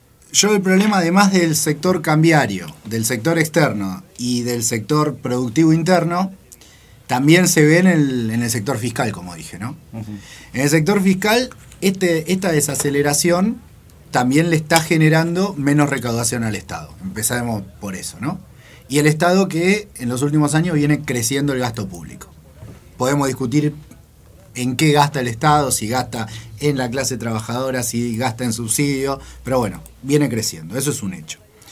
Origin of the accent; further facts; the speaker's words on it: Argentina; nosotros, como productores argentinos, no podemos vender lo que producimos afuera